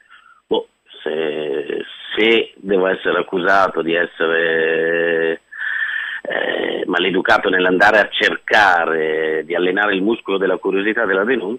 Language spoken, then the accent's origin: Italian; Lombardy, Italy; Ero il tipico lombardo di provincia